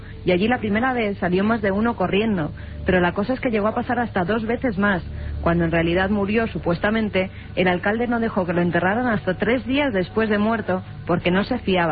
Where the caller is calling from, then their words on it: Peñaflor, Andalusia, Spain; de Sevilla y quería contaros la historia del abuelo de mi amiga Maricruz. Según cuentan, en mi pueblo, Peñaflor